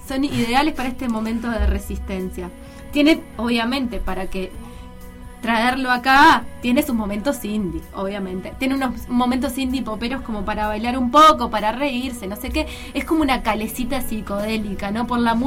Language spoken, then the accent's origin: Spanish; Uruguay; o sea, lo nuestro como uruguayo, si es que existe algo, existe lo nuestro, no sé.